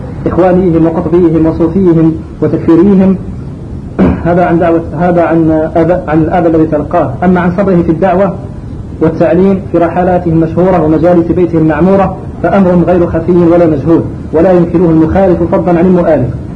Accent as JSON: {"language": "Arabic", "country": "Algeria", "said": "خاصة بعد توالي الفتن على بلادنا الجزائر"}